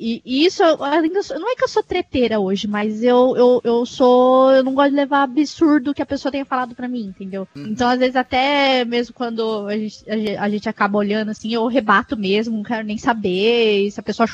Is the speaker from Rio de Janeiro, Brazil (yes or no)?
no; São Paulo, Brazil; não muito longe daqui onde eu moro, né? Que eu sou do interior de São Paulo.